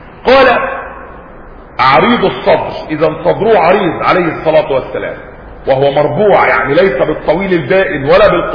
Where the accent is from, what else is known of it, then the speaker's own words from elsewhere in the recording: Egypt; كان عندنا في مصر قديما حمامات